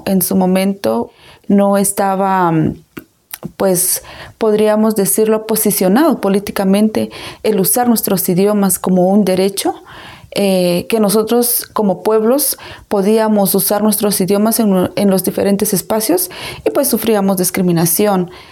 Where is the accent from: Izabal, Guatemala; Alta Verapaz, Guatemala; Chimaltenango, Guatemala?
Izabal, Guatemala; soy mujer maya Ekchi, soy comunicadora indígena, yo soy de Guatemala, del departamento de Izabal